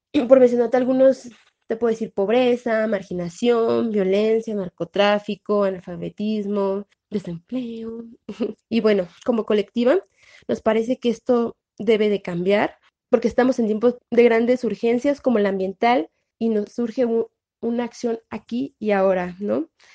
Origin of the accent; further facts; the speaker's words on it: Mexico; Somos morritas del Estado de México y de la Ciudad de México, antes de DF.